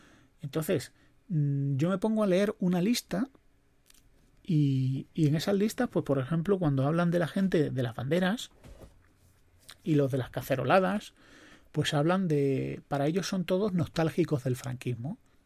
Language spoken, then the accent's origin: Spanish; Spain; como español